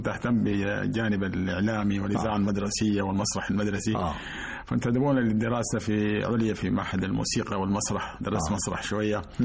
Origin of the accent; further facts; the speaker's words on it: Sudan; وأنا في الصف الثاني الثانوي في السودان، كنت أراسل